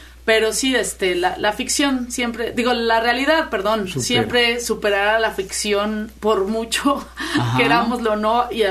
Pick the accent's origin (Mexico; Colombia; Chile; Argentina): Mexico; pero pues muy muy preocupada como ciudadana y como mexicana.